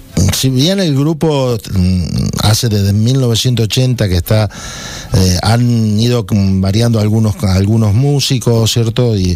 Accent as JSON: {"language": "Spanish", "region": "Santa Fe", "country": "Argentina", "said": "nosotros venimos de la ciudad de Santa Fe, de que lleva el nombre de la provincia, ¿no?"}